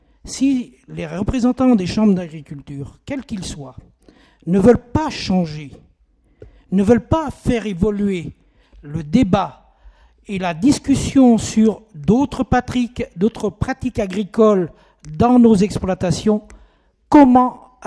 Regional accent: Brittany, France; Je suis breton comme Jean-Claude.

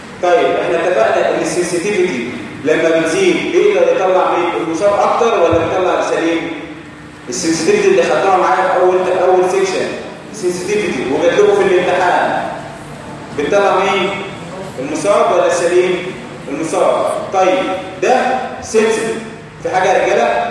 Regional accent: Egypt; السيرفايكال تيوبركلين تيست ده اللي بنستخدمه عندنا في مصر

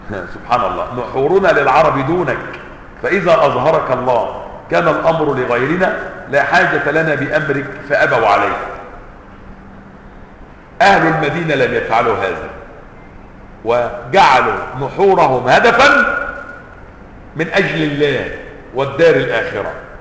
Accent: Upper Egypt, Egypt; الذي يقال عنهم عندنا في الصعيد المطاريد

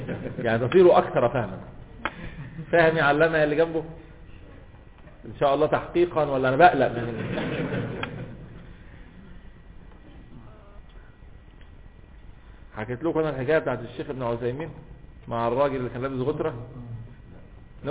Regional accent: Alexandria, Alexandria Governorate, Egypt; انا اسكندراني

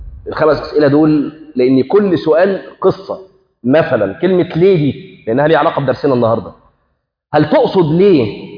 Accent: Egypt; حتى عندنا في مصر يقول لك وانا غلطت في

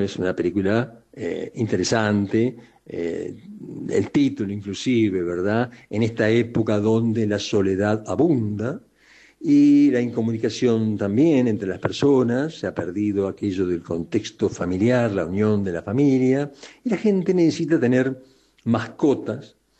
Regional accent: Uruguay; lo que de alguna manera somos los uruguayos tirados por alguno de los barrios de nuestro gigantesco Montevideo y Costa de Oro

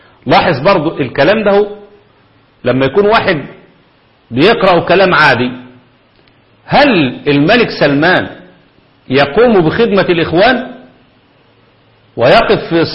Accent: Egypt; الأمور الفكرية عندنا في مصر محتاجة شغل

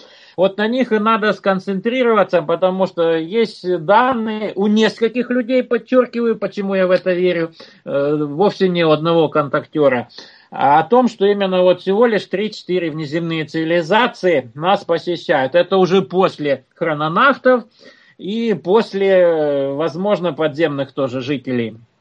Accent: Ural, Russia; я вот сам родом с Урала

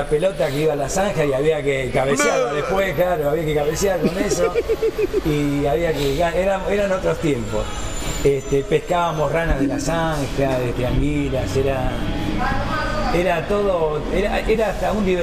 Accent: Berisso, Buenos Aires Province, Argentina; also born or lived in Ensenada; nací en el hospital de Ensenada, viviendo mis padres en Berisso, porque mi madre era de Ensenada. Pero sí. Mi vida transcurrió íntegramente en Berisso.

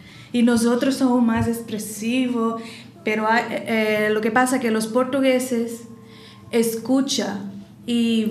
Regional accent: Uruaçu, Goiás, Brazil; Yo soy de Uruaçu, Goiás, cerca de Brasilia, la capital. Bueno, cerca, 500 kilómetros.

